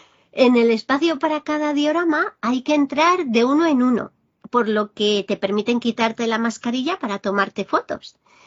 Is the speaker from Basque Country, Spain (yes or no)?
no; Barcelona, Catalonia, Spain; Barcelona, mi tierra natal.